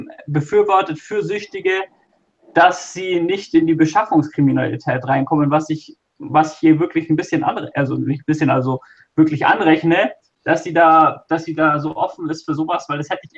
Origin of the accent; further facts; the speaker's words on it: Bavaria, Germany; Also ich komme ja aus Bayern